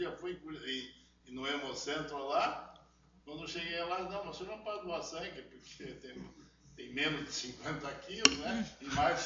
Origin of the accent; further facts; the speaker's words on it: Ponta Grossa, Paraná, Brazil; Mas eu vim de Ponta Grossa, Curitiba